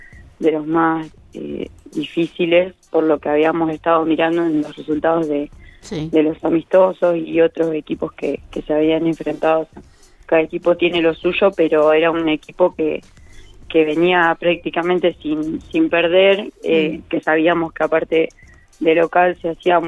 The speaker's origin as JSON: {"language": "Spanish", "region": "La Pampa", "country": "Argentina", "said": "yo soy de Austoni, es un pueblo muy chico de acá de La Pampa, donde tiene 300 habitantes"}